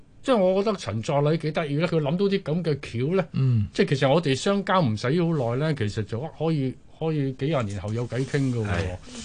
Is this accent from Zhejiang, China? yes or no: no; Guangdong, China; 就翻翻我鄉下，我潮汕人